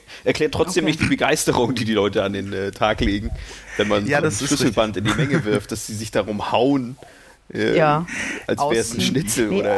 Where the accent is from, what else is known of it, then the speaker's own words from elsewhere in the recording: Northern Germany, Germany; ich musste unbedingt in den Norden zurück, in meine Heimat, und da bin ich jetzt wieder.